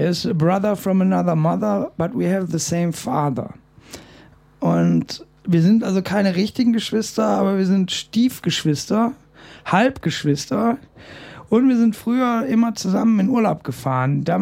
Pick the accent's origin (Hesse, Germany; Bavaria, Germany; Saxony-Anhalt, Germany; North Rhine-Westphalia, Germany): North Rhine-Westphalia, Germany; Bochum; born there; also born or lived in Aachen / Goch / Köln; Ich bin geboren in Bochum, bin dann nach Aachen gezogen, dann bin ich nach Goch gezogen, ich bin dann weitergezogen.